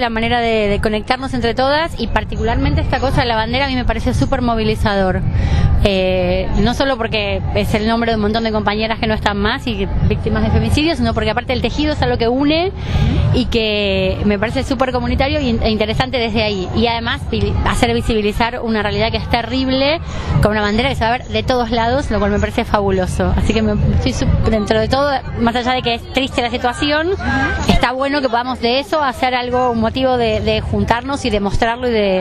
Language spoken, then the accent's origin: Spanish; San Fernando, Buenos Aires Province, Argentina; soy de San Fernando.